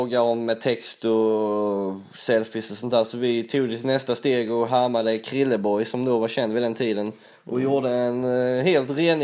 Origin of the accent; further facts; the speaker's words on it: Skåne, Sweden; Ja, vi är skåningar också som ni kan höra.